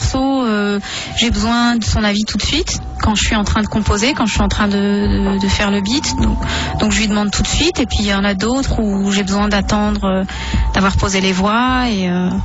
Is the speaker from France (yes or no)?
yes; Saint-Denis, Île-de-France, France; born there; j'ai montré à mon fils où je suis née, à Saint-Denis.